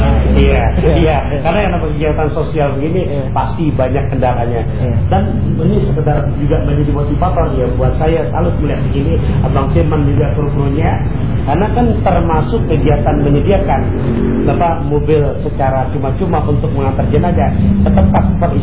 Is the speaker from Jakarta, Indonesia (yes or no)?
yes; Jakarta, Indonesia; Karena kita orang Betawi, poyokan lah.